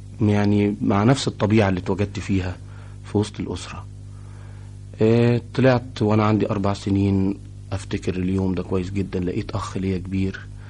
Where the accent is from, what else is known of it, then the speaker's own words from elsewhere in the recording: Cairo, Cairo Governorate, Egypt; born there; اتولدت في القاهرة.